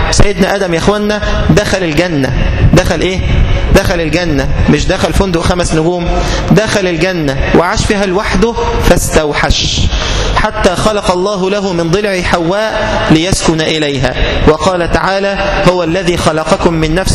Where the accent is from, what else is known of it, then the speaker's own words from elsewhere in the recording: Egypt; لما يكون متوسط الأسرة عندنا في مصر 8